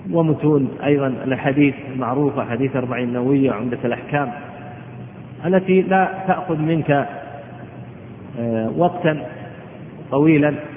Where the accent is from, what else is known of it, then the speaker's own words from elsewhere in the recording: Al-Qassim, Saudi Arabia; قد عرف عندنا في القصيم السعودية